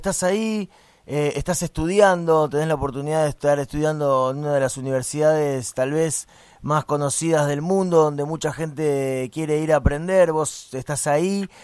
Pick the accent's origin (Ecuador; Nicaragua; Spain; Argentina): Argentina; Buenos Aires; Nosotros nos crecimos acá en el Abasto, fuimos vecinos toda la vida, nos conocemos